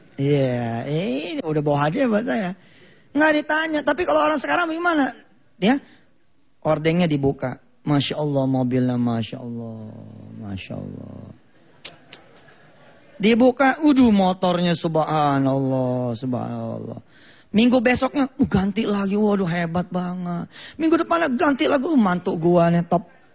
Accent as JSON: {"language": "Indonesian", "region": "Jakarta", "country": "Indonesia", "said": "Kalau saya orang Betawi ini kira-kira begini."}